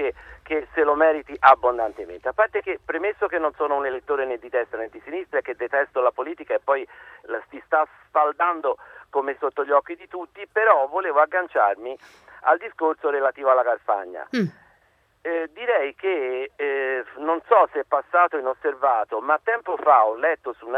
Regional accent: Livorno, Tuscany, Italy; io sono livornese, ma sono nativo, sono diciamo padre messinese, madre lucchese, sono qui, diciamo, vivo in questa città per lavoro e basta.

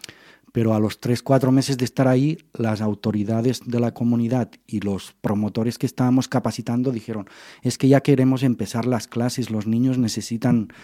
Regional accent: Lleida, Catalonia, Spain; yo que soy de Lérida

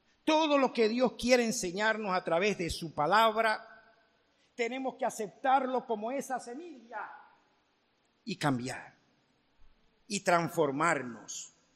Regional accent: Venezuela; Como venezolanos nos sobra todo de todo

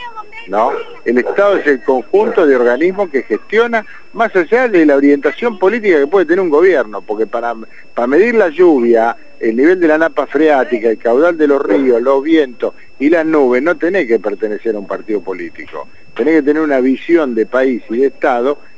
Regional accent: Lomas de Zamora, Buenos Aires Province, Argentina; Mira, yo soy de Loma de Zamora.

